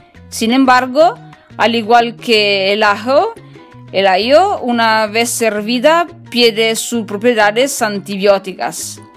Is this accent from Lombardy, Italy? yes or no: no; Piedmont, Italy; Spanish is a second language; yo vengo de Italia, el norte de Italia, en la región del Piemonte